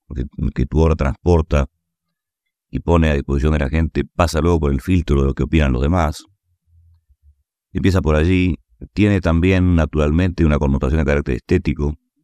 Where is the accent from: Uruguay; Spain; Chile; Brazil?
Uruguay; todavía puedo hacerlo en mi tierra. Y naturalmente fuera del Uruguay.